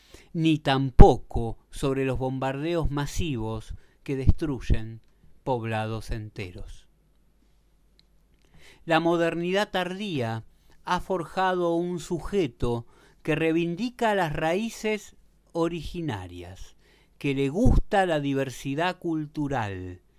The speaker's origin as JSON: {"language": "Spanish", "country": "Uruguay", "said": "no me siento identificado como uruguayo, definitivamente"}